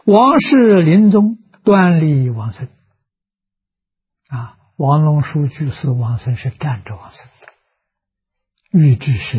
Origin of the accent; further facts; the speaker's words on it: Shucheng, Anhui, China; 也就是在我的老家啊，安徽舒城。距离我出生的地方很近啊